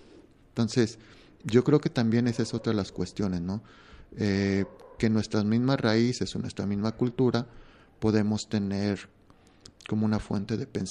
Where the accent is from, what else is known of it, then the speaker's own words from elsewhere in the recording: Mexico; sí son temas que a nosotros como mexicanos nos llegan a interesar